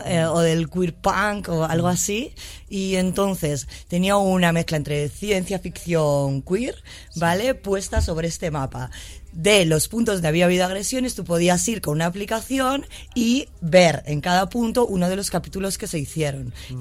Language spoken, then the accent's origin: Spanish; Madrid, Community of Madrid, Spain; Yo como madrileña, sí, ¿vale? Y como madrileña que no tiene pueblo, ¿no? De familia de Madrid.